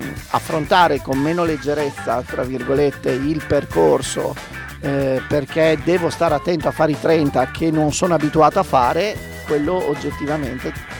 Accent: Bologna, Emilia-Romagna, Italy; come imprenditore sì, come bolognese ni

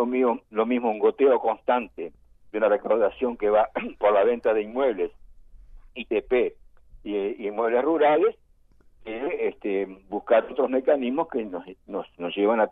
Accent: Uruguay; somos todos uruguayos

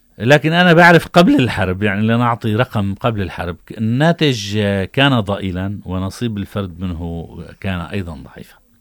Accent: Syria; وعلي أنا كسوري أن أعيش بهدول 200 ألف ليرة خلال 12 شهر

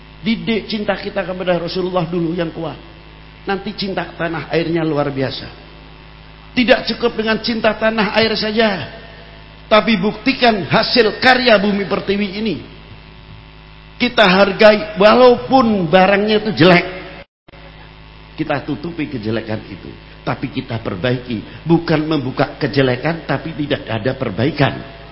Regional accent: Indonesia; Karena saya adalah orang Indonesia, saya adalah bangsa Indonesia

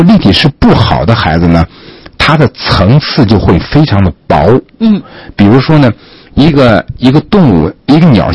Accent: China; 因为我们中国人是蒙古人的人种嘛

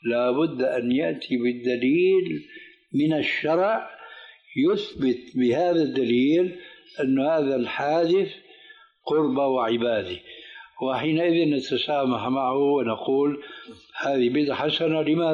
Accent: Syria; كما يقولون عندنا في سوريا

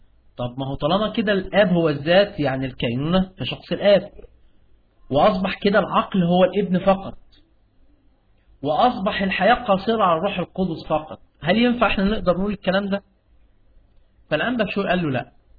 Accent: Egypt; عندنا في مصر اللي هو مطران دمياط

